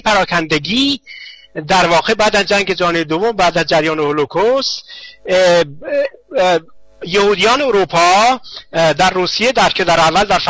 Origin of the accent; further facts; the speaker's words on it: Iran; now in Germany; بلکه من یک ایرانی هستم